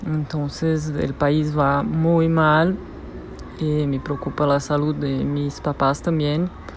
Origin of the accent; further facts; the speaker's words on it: Brazil; Spanish is a second language; brasileña. Estaba viviendo en Medellín cuando empezó el coronavirus. Tuve que irme porque los aeropuertos y las fronteras empezaron a cerrar